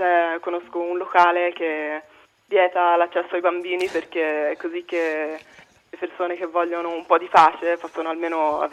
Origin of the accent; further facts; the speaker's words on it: Florence, Tuscany, Italy; now in Berlin, Germany; sono mezza svizzera, mezza americana, ma sono cresciuta a Firenze per via del lavoro dei miei.